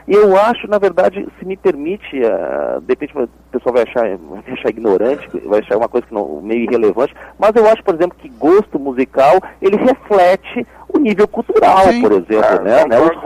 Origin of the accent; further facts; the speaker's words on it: Porto Alegre, Rio Grande do Sul, Brazil; A maior parte da minha vida eu passei em Porto Alegre, né? Vocês viram pelo meu sotaque.